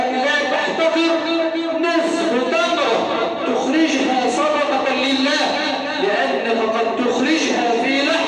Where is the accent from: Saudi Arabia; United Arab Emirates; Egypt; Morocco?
Egypt; اللهم إنا نسألك أن تجعل بلدنا مصر سخاء رخاء